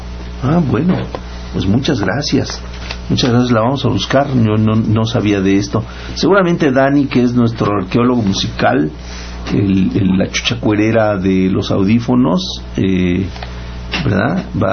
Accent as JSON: {"language": "Spanish", "region": "Mexico City", "country": "Mexico", "tie": "born there", "said": "a los que nacimos en la Ciudad de México no nos llamen CDMX."}